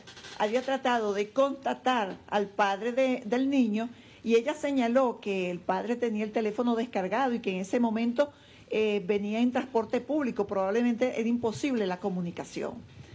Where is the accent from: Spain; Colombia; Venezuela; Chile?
Venezuela; No solamente los que somos venezolanos, todos los que habitan en este país